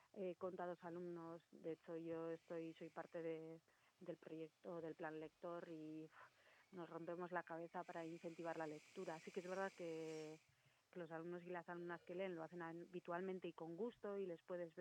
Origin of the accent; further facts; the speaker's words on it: Basque Country, Spain; first language Basque; Spanish is a second language; Sí, alguno lo tengo así muy oxidado, pues euskera, mi lengua materna